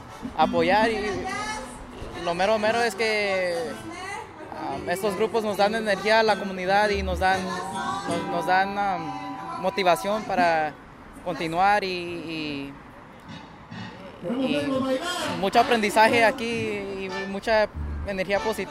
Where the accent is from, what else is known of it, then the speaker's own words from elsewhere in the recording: Los Angeles, California, United States; vengo de Los Ángeles.